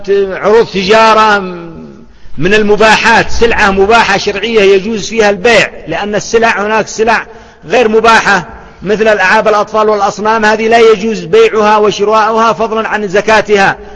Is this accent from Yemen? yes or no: yes; Yemen; لما أحد الأخوة أراد أن يتزوج عندنا في اليمن من بنت أخ طالب علم